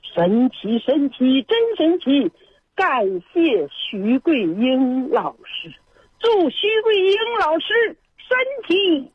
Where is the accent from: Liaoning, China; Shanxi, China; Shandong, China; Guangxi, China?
Liaoning, China; Dandong; 今年68岁。